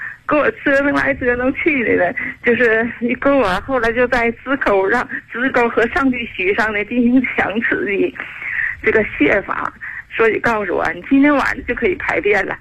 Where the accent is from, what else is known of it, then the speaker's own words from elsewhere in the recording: Shenyang, Liaoning, China; moved away as an adult; now in Chengdu, China; 我是地道的沈阳人。